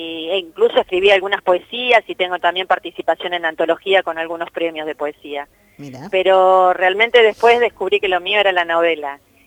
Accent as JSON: {"language": "Spanish", "town": "Adrogué", "region": "Buenos Aires Province", "country": "Argentina", "tie": "born or raised there", "said": "Sí, en realidad yo soy de Adrogué. Nacida y criada en Adrogué."}